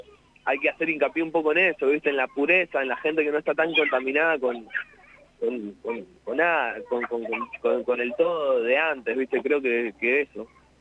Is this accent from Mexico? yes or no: no; La Pampa, Argentina; estoy bastante enterado de lo que es la escena también pampeana, porque que voy seguido a mi pueblo